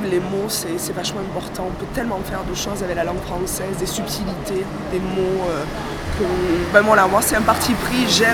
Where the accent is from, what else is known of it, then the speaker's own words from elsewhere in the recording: Marseille, Provence-Alpes-Côte d'Azur, France; moved away as an adult; now in Paris, France; J'ai fait mes études aussi à Marseille, et je suis montée à Paris à 20 ans.